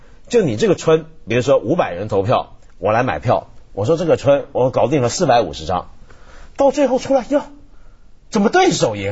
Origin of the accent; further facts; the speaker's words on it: Taiwan; 因为我记得我小时候在台湾的时候